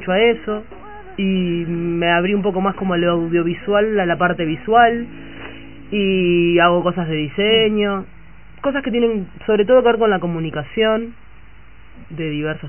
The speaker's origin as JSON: {"language": "Spanish", "region": "Montevideo", "country": "Uruguay", "tie": "born or raised there", "said": "Soy de acá, de Montevideo."}